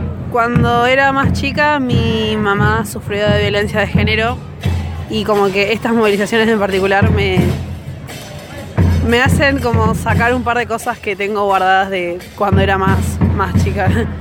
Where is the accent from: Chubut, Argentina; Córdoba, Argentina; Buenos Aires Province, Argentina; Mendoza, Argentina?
Buenos Aires Province, Argentina; Los Polvorines; En realidad soy de Polvorines.